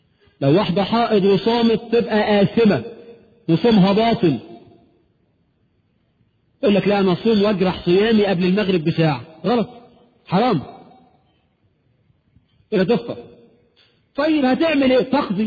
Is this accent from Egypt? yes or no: yes; Egypt; علينا كمصريين